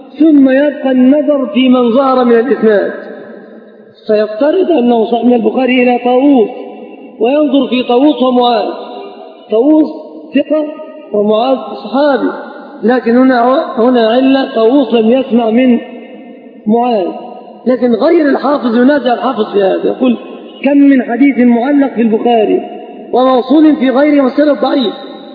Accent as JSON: {"language": "Arabic", "country": "Egypt", "said": "أما البتاع ده مش موجود إلا عندنا كمصريين فقط"}